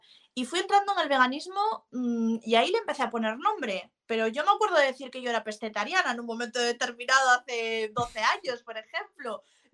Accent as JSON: {"language": "Spanish", "region": "Asturias", "country": "Spain", "said": "yo soy hija de ganaderos, soy asturiana y soy hija de ganaderos"}